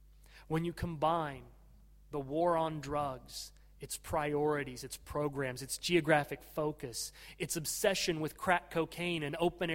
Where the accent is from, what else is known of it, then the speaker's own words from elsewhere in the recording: United States; and insofar as I am an American, I must say, from threats to our property.